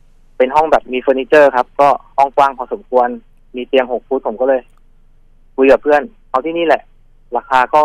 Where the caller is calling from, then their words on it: Bangkok, Thailand; ตอนนี้ผมอยู่แถวๆรามินทาครับ